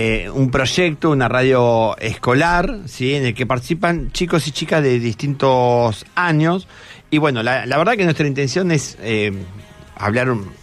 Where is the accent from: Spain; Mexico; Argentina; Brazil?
Argentina; Buenos Aires; Muchas veces nosotros vivimos aporteneados, ¿no? Somos muy porteños